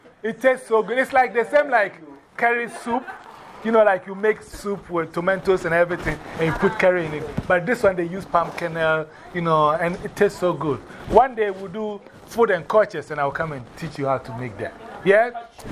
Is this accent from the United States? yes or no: no; Ghana; That's how Ghanaians give names. So our names are always very important.